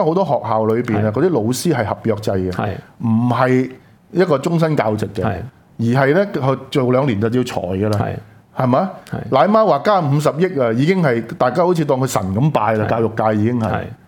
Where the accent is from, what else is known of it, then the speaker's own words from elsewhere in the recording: Hong Kong; 那些政策究竟是不是還是我們香港人去決定